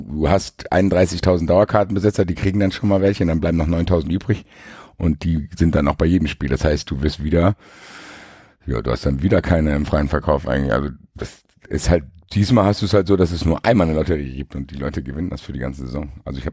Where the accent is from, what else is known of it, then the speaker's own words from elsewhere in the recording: Frankfurt, Hesse, Germany; Wir wollen auch gar nicht hier prallen als Frankfurter, weil wir da verwöhnt sind